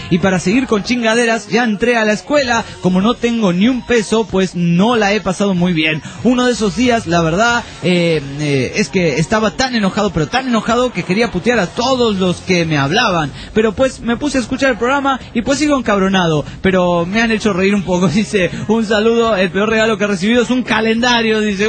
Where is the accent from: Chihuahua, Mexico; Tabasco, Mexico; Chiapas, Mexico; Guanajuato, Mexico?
Chihuahua, Mexico; de Chihuahua, México.